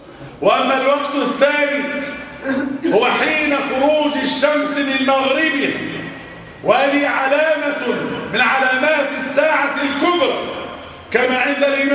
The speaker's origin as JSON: {"language": "Arabic", "country": "Egypt", "said": "اللهم احفظ بلدنا مصر وسائر بلاد"}